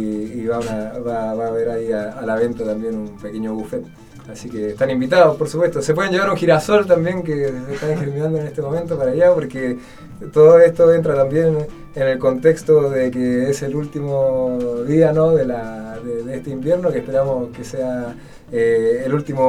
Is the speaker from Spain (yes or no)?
no; Chile; now in Buenos Aires, Argentina; yo soy de Chile y vivo hace 5 años en Buenos Aires.